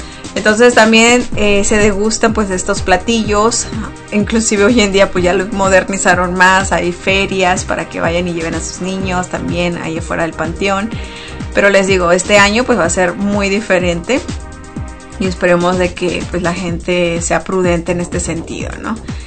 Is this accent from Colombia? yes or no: no; Mexico; now in United States; De lo que realmente pues celebramos nosotros como mexicanos, ¿no? Entonces, pues esta celebración pues ha crecido, ha traspasado generaciones, inclusive acá en Estados Unidos